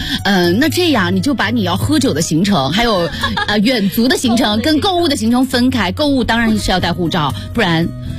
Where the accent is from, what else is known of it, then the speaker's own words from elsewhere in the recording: Beijing, China; 看吧，我是北京来的。